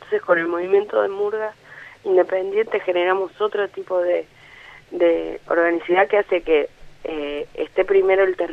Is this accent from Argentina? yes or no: yes; Córdoba, Argentina; now in Buenos Aires, Argentina; también soy de Córdoba